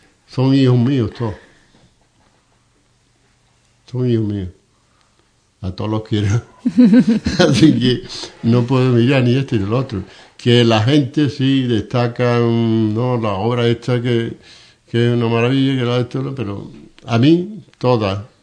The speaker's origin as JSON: {"language": "Spanish", "town": "Ubrique", "region": "Andalusia", "country": "Spain", "said": "yo soy de Ubrique"}